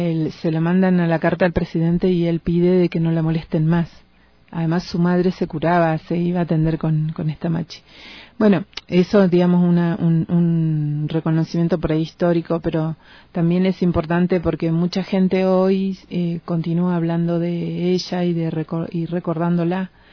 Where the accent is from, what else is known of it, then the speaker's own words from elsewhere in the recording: Patagonia, Argentina; yo vengo del lado de Puel Mapu, del lado del este, o sea, del lado de Argentina. Y bueno, también vivo cerca del mar, del Atlántico.